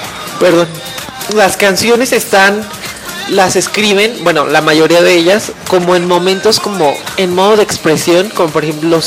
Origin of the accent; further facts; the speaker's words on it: Mexico; nos pasa a mí, por ejemplo, como mexicano y como no dominante del idioma inglés.